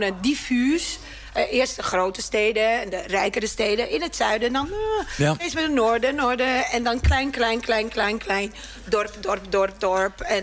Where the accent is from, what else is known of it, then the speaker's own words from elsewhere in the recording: Palermo, Sicily, Italy; Ik kom uit Sicilië. Palermo.